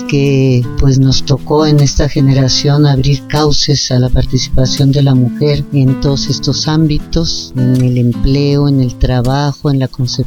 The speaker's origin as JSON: {"language": "Spanish", "region": "Sonora", "country": "Mexico", "tie": "born or raised there", "also_born_or_lived": "Chihuahua / Mexico City", "lives_now": "Amecameca, Mexico", "said": "Vengo del norte, Sonora y Chihuahua. Ahí fueron las tierras que me formaron. Y llegué a la Ciudad de México en 1966 a la Escuela de Filosofía y Letras a estudiar teatro. Vivo en Amecameca desde hace 35 años"}